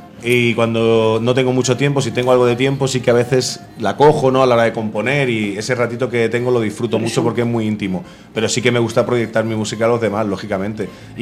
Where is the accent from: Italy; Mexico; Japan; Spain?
Spain; Santa Coloma de Gramenet, Catalonia; Sí, soy catalán de Santa Coloma de Gramenet, soy internacionalista de Santa Coloma de Gramenet.